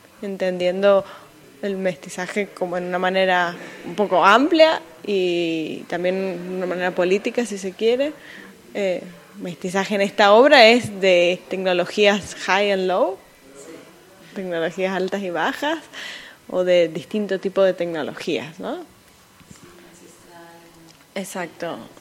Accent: San Juan, Argentina; now in United States; soy originariamente de Argentina, de la provincia de San Juan, que es una provincia que está al oeste, noroeste de Argentina, pero ahora vivo en Estados Unidos desde hace ya unos años

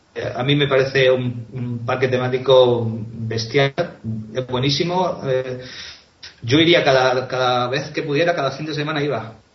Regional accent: Catalonia, Spain; Claro, soy catalán, lo recuerdo.

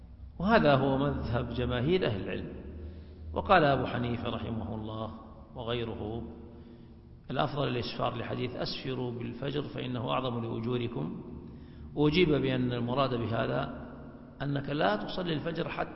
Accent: Saudi Arabia; مقدار هذا الوقت في التقويم عندنا في السعودية 1.5 ساعة

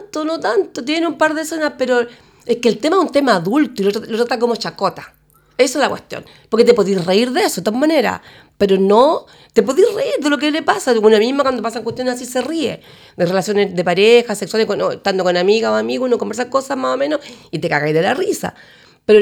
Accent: Chile; Un 60, porque soy chilena y porque me identifico con algunas cosas.

